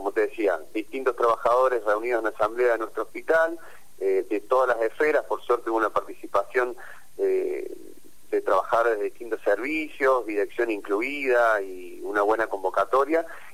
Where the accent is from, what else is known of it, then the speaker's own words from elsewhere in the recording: Argentina; que nos enorgullece como argentinos